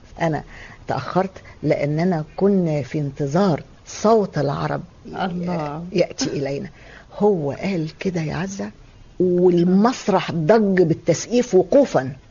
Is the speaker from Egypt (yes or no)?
yes; Egypt; accent: Egyptian; أي حد يسمع لهجتنا المصرية يكاد يبكي